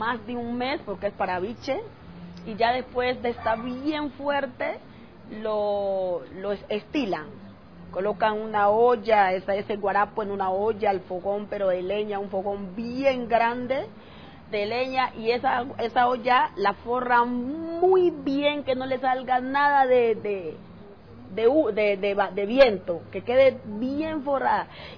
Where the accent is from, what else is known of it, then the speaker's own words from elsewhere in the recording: Timbiquí, Cauca, Colombia; moved away; Soy original de Timbiquí, Cauca. Hace 8 años llegué a vivir aquí